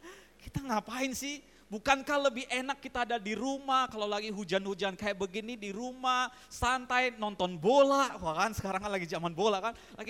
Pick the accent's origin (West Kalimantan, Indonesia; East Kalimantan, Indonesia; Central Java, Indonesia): West Kalimantan, Indonesia; Pontianak; saya dari Pontianak, dari daerah, pertama kali ke Jakarta